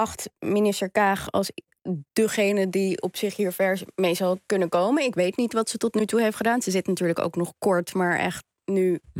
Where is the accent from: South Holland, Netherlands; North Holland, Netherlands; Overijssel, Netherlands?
North Holland, Netherlands; Amsterdam; ik kom uit Amsterdam-Zuid